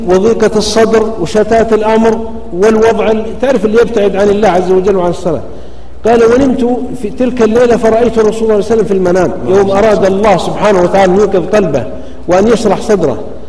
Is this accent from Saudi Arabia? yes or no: yes; Saudi Arabia; أنا سعيد ومتشرف بالمرأة عندنا في السعودية وفي غيرها